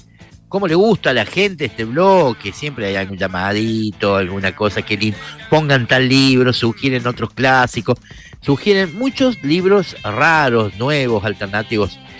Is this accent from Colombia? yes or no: no; Córdoba, Argentina; Usted es salteño, yo soy cordobés